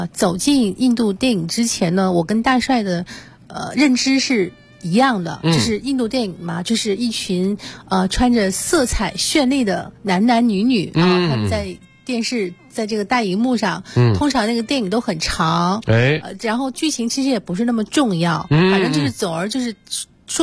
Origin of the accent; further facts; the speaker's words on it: China; 其实他们这个国家。并没有太多的像我们中国人，我们有非常源远流长的历史。